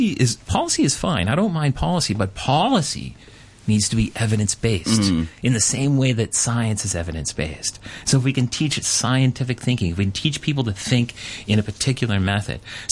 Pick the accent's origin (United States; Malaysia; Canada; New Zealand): Canada; I grew up as a British subject, right? I was a Canadian, and so in school, sang the national anthem.